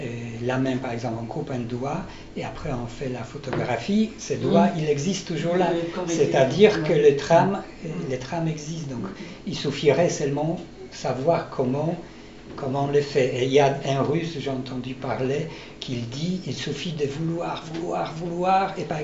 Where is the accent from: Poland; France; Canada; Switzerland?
Poland; je suis polonais, et dans les années 90, en Pologne